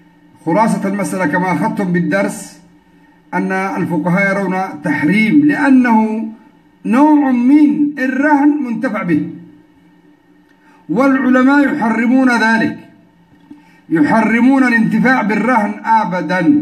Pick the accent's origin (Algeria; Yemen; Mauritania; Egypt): Yemen; يعني عندنا في اليمن في جميع البلدان في جميع المناطق معمول به